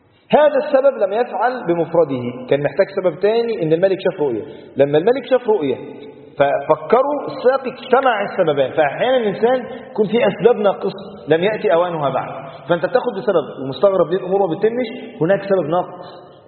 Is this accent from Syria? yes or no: no; Egypt; وتعرف الروتين اصلا عندنا في مصر، مواطنه في مصر